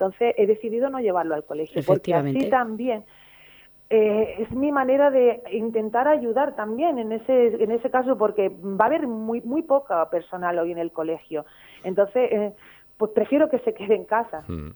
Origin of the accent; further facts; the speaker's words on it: Málaga, Andalusia, Spain; no olvidéis que soy boquerona malagueña.